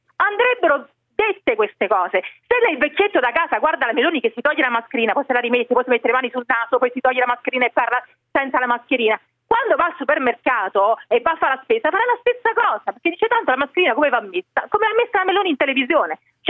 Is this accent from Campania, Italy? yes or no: yes; Naples, Campania, Italy; io sono napoletana